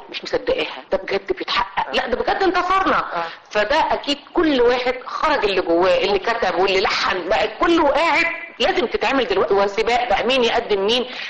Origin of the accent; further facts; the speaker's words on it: Egypt; لما بديتي تسافري وبديتي تروحي بلد وتقولي انا من مصر